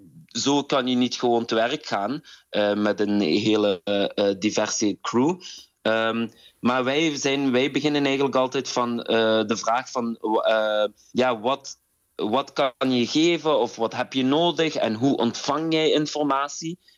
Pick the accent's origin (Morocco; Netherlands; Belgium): Morocco; Ik ben ook Marokkaan, dus ik heb ook heel veel Marokkaanse dans.